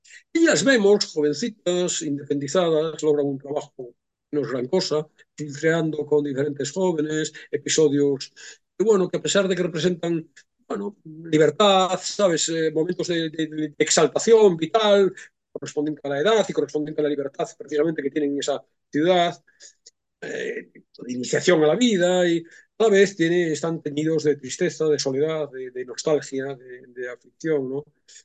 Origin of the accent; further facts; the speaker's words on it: Galicia, Spain; nada tienen que ver con mi adolescencia en Galicia